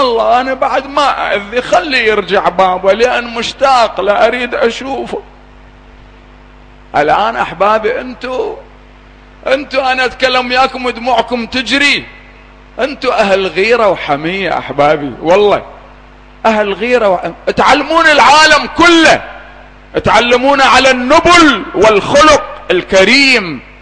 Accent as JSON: {"language": "Arabic", "country": "Iraq", "said": "أنا أدعو التجار الآن عندنا في العراق"}